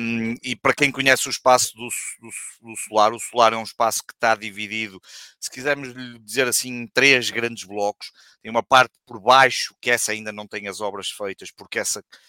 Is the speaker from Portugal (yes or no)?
yes; Vila Nova de Gaia, Porto, Portugal; que eu sou de Gaia, mas da cidade do Porto, onde trabalho e onde estudei